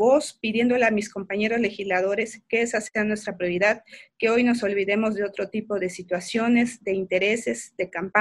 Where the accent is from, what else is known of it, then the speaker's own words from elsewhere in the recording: Oaxaca, Mexico; como ciudadanos, como oaxaqueños y como seres humanos estamos viviendo